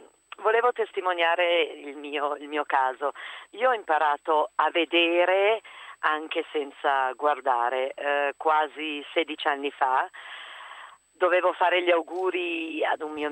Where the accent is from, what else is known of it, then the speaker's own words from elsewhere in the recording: Lombardy, Italy; nel mio paesino Brianzolo